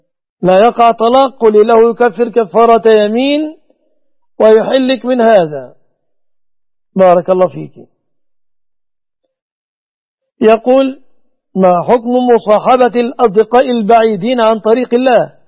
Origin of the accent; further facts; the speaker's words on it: Egypt; هذا وأسأل الله أن يحفظ بلادنا مصر وسائر بلاد المسلمين آمنة مطمئنة من كل مكروه وسوء،